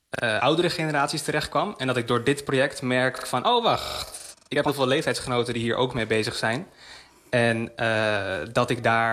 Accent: Amsterdam, North Holland, Netherlands; Ik ben opgegroeid in Amsterdam Nieuw-West. Dus ik had daar heel veel verschillende culturen om me heen.

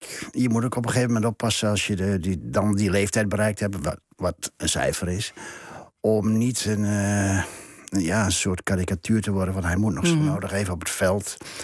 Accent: Gelderland, Netherlands; Dat is even een beetje de achterhoekconnectie waar ik vandaan kom.

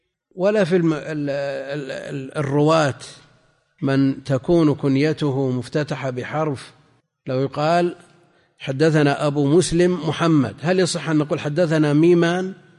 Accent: Najd, Saudi Arabia; احنا عندنا في نجد يسمون

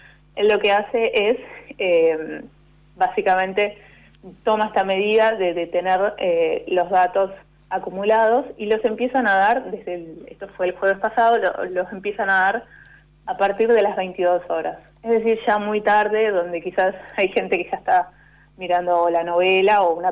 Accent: Corrientes, Argentina; Es como la abreviatura de Corrientes, porque soy correntina.

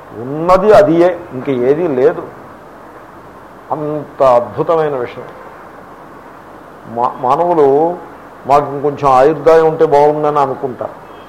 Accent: Andhra Pradesh, India; నేను ఎక్కడో కోనసీమలో మూల పుట్టి పెరిగాను, ఇంగ్లీషు నాకు మాతృభాష కానే కాదు.

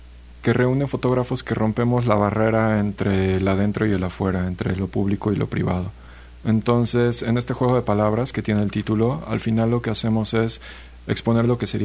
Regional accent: Cuernavaca, Morelos, Mexico; also born or lived in Xalapa; No, yo soy de Cuernavaca. Viví aquí en Jalapa 8 años, estudié en la Universidad Veracruzana.

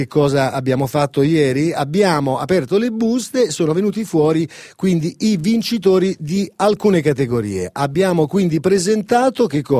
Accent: Apulia, Italy; Sì, perché sono pugliese, mi fido solo del mio olio extravergine di oliva.

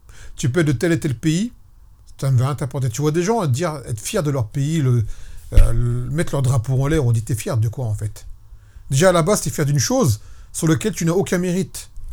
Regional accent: France; Moi, je vous dis une chose, je suis un Français.

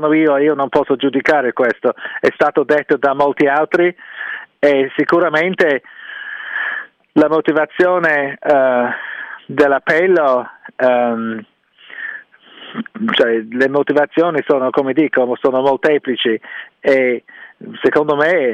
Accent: England, United Kingdom; Italian is a second language; io sono inglese

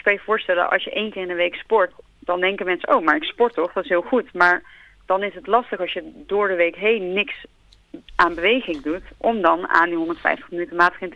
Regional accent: Netherlands; altijd, wij als Nederlanders zitten heel veel.

